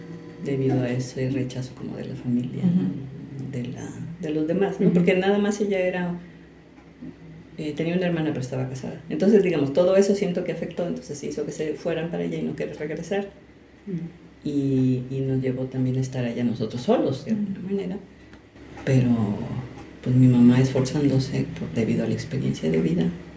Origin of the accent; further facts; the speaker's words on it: Sinaloa, Mexico; porque yo crecí en Sinaloa.